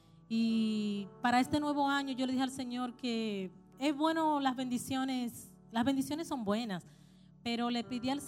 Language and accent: Spanish; Dominican Republic; now in Chile; somos de la República Dominicana